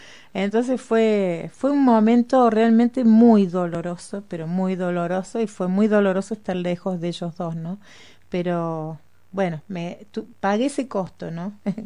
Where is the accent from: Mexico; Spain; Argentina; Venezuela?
Argentina; Córdoba; Claro, soy de Córdoba, sí.